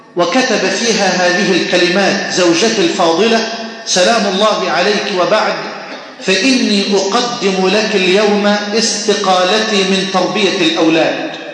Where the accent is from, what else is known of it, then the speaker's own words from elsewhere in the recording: Egypt; أن تجعل بلدنا مصر واحة للأمن والأمان